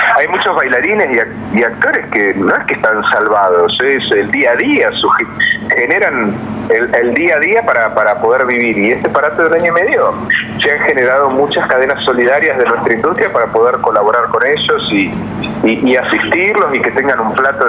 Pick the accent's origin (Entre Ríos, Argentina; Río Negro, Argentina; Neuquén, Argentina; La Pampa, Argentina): Neuquén, Argentina; also born or lived in Buenos Aires; Estamos hace más de 15 años en Neuquén. Yo soy neuquino. Me fui hace muchos años a Buenos Aires y en el 2004 volví a Neuquén a armar mi productora